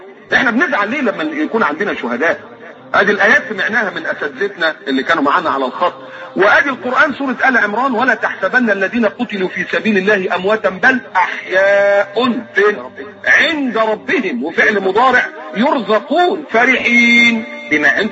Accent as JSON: {"language": "Arabic", "country": "Egypt", "said": "انا مكسوف وانا قاعد ان انا ابقى مصري"}